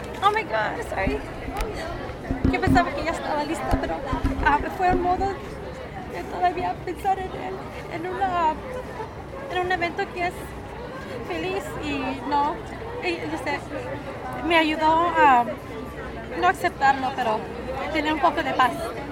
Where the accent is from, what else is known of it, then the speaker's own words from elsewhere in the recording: Zacatecas, Mexico; Somos de Zacatecas